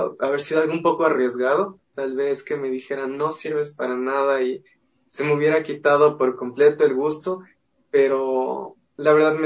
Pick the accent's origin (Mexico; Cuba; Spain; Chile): Cuba; supongo que como cubano, así soy muy vivo